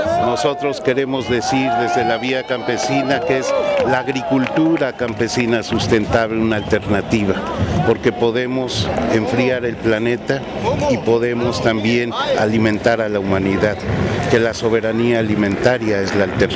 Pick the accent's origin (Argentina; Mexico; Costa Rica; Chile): Mexico; soy de México, de Vía Campesina.